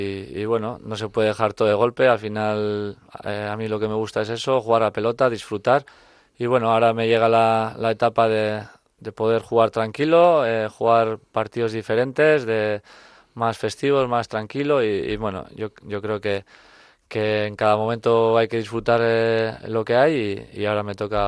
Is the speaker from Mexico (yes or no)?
no; Urretxu, Basque Country, Spain; yo nací en Urretxu y bueno, la vida yo siempre he hecho en Urretxu y bueno, Zumárraga es lo que me pone ahora donde vivo